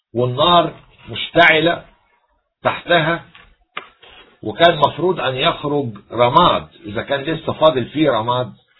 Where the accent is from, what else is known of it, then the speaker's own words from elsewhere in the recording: Egypt; نتباهى كمصريين